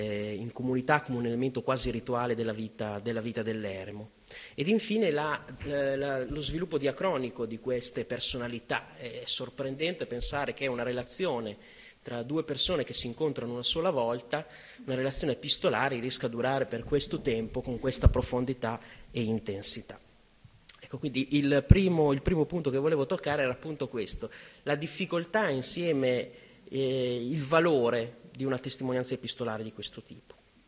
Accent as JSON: {"language": "Italian", "town": "Reggio Emilia", "region": "Emilia-Romagna", "country": "Italy", "said": "Io vengo da Reggio Emilia e mi sono sorpreso dei molteplici collegamenti con la mia città"}